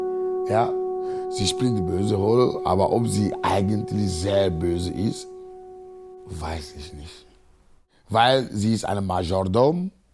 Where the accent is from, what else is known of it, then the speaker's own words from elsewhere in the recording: Agoy, Maritime, Togo; German is a second language; moved away as an adult; now in Cologne, Germany; 38 Jahre, Single, wohne seit 16 Jahren in Köln. Ich komme aus Agoy, das ist ein Dorf, 19 Kilometer von Lomé ist, unsere Hauptstadt.